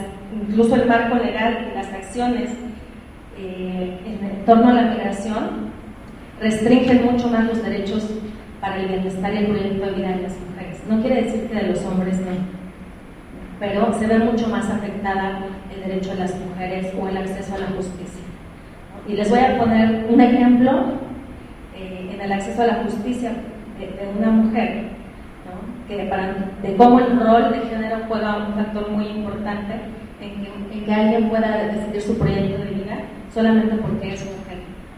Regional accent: Mexico; nosotros como mexicanos lo sufrimos, mucho más las personas extranjeras en el territorio

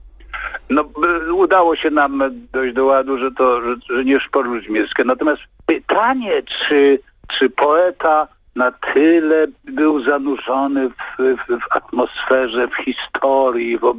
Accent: Lesser Poland, Poland; no bo ja stamtąd, ja jestem górol z Pnioka.

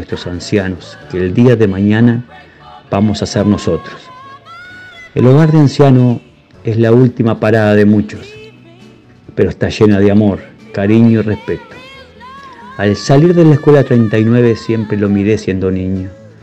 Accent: Guichón, Paysandú, Uruguay; Mi homenaje y mi semblanza va hoy al hogar de ancianos de mi pueblo Guichón

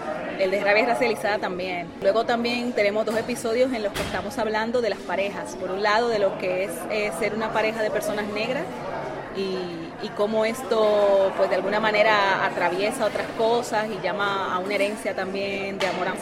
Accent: Dominican Republic; porque somos dominicanas y al fin y al cabo no hemos tenido que aprender el idioma.

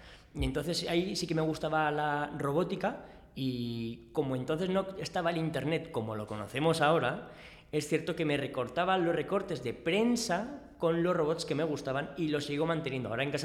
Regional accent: Aragon, Spain; sí, porque somos

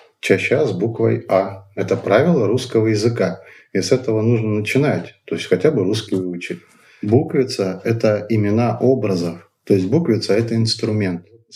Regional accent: Rakity, Altai Krai, Russia; born there; Родился я в Алтайском крае. Есть такое замечательное поселение, называется Ракиты.

